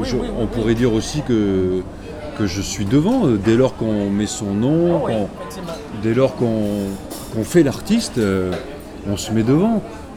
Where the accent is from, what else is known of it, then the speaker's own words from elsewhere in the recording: Southern France, France; Mais quand j'étais petit et que j'étais dans le sud, on me demandait si je venais pas de Paris.